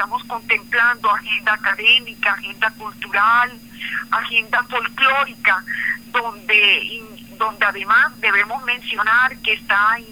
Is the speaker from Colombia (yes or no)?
yes; Colombia; tener la capacidad de redescubrirme como árabe y poder seguir en la dialéctica cotidiana conociéndome como colombiana.